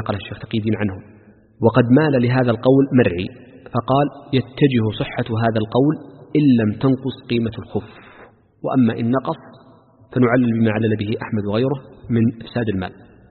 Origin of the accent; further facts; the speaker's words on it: Makkah Province, Saudi Arabia; accent: Meccan; المداس في لهجتنا خاصة في لهجة أهل مكة وما جاورها، المداس هو النعل أكرمكم الله.